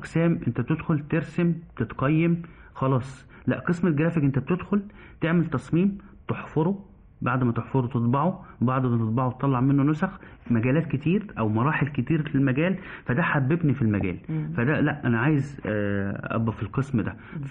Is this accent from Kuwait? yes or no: no; Egypt; ودي عادتنا كمصريين